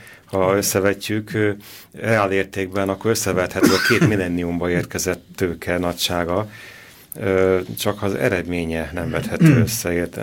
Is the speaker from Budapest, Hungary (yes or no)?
yes; Budapest, Hungary; Gyerekkoromban is én Adligeten laktam, tehát Budapesten végső soron